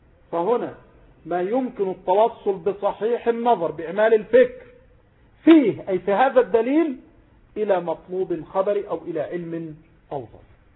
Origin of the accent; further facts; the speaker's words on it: Mansoura, Dakahlia, Egypt; إنسان جاء مثلا من إسكندرية إلى عندنا في المنصورة هنا مثلا